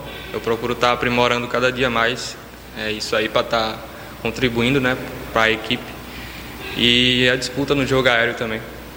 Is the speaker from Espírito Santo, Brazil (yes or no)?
no; Natal, Rio Grande do Norte, Brazil; Eu tenho 23 anos, eu sou de Natal. Eu comecei minha carreira lá no time do interior lá.